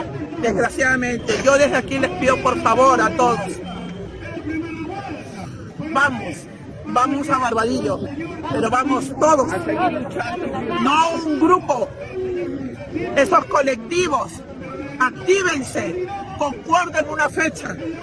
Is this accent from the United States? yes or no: no; Callao, Peru; Turismo, a mí que soy del Callao me van a hablar de turismo, cuando se quiere entregar a mi puerto Chalaco